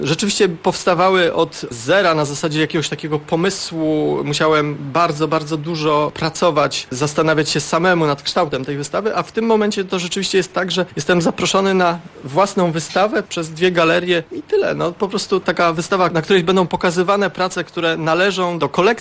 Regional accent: Sopot, Pomeranian Voivodeship, Poland; Ale nie, ale ja jestem od dziecka tutaj, więc z Sopotem jestem związany przez całe życie.

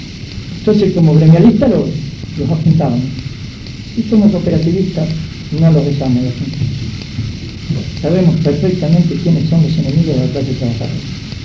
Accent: La Plata, Buenos Aires Province, Argentina; creo que casi todos somos de La Plata

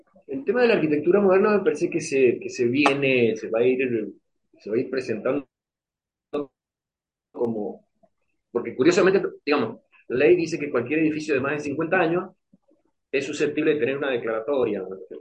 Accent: Mendoza, Argentina

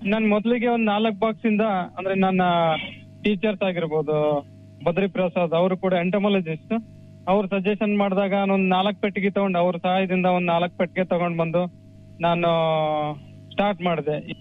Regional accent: Vanadurga, Karnataka, India; ನಾನೊಬ್ಬ ಕೃಷಿ ಪದವೀಧರ. ನನ್ನ ಊರು ಬಂದ್ಬಿಟ್ಟು ವನದುರ್ಗ ಗ್ರಾಮ, ಶಾಪುರ ತಾಲೂಕು, ಯಾದಗಿರಿ ಜಿಲ್ಲೆಯಿಂದ.

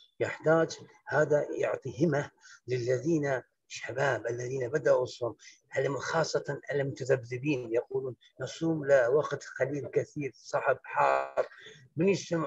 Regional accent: Iraq; أنا إمام مسجد من العراق

